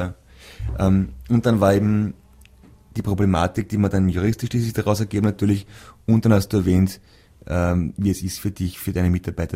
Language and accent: German; Sweden; German is a second language; Ich bin aus Schweden.